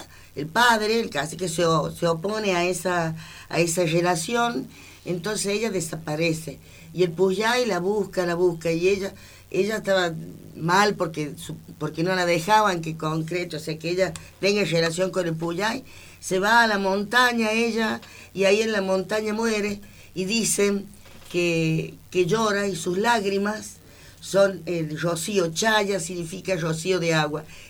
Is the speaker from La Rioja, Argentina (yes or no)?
yes; La Rioja, Argentina; Bueno, yo vengo desde La Rioja.